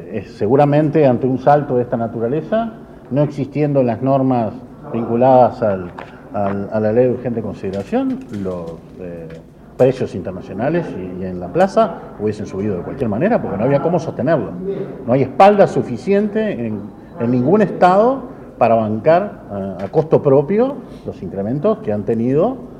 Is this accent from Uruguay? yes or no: yes; Uruguay; Con preocupación, como cualquier uruguayo